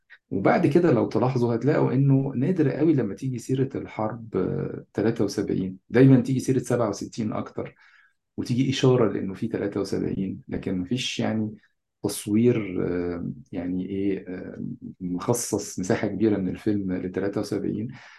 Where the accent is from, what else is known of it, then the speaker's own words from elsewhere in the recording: Egypt; يعني تصوراتنا كمصريين بشكل عام عن فلسطين عادة تصورات مضحكة جدا